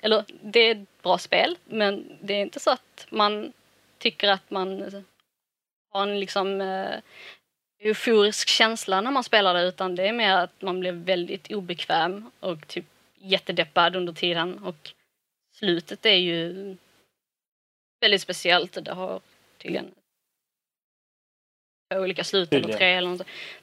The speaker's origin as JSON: {"language": "Swedish", "town": "Malmö", "region": "Skåne", "country": "Sweden", "said": "Så jag är ju bara från Malmö."}